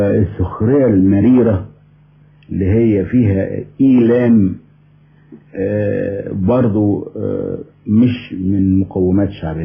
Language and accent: Arabic; Egypt; هو انا اولا مصري الجنسية، والمصريين بشكل عام